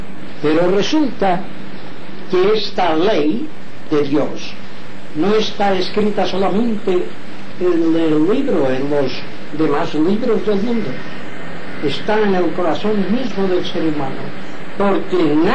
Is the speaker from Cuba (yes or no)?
no; Inca, Balearic Islands, Spain; born there; ya jubilado, tengo 83 años de edad, he nacido o nací en Inca, pueblo de Mallorca. Muy bien. Pero soy descendiente de los judíos